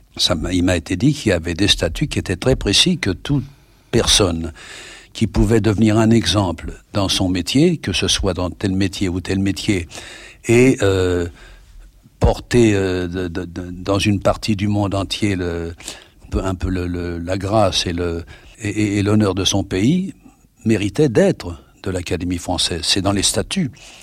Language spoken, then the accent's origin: French; France; il paraît que j'ai un accent qui est tout à fait à moi et qui n'est pas le même accent que les autres Français qui parlent anglais.